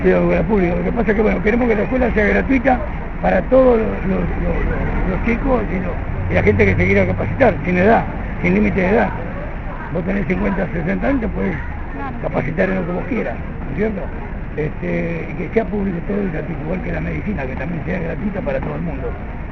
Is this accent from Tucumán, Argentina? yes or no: yes; Tucumán, Argentina; Yo soy de Tucumán justamente